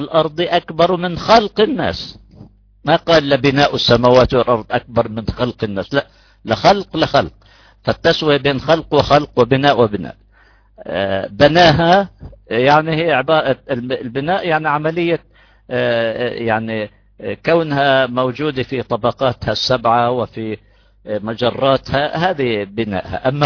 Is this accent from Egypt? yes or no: no; Jordan; بعد صلاة العشاء عندنا في الأردن